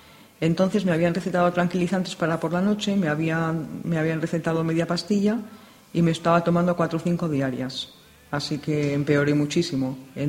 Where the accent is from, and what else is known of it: Madrid, Community of Madrid, Spain; born or raised there